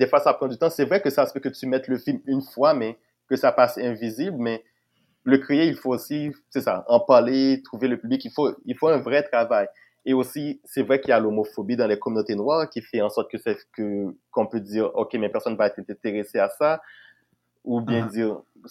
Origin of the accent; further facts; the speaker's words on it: Haiti; now in Canada; Oh oui, vu que je venais d'Haïti et que j'avais...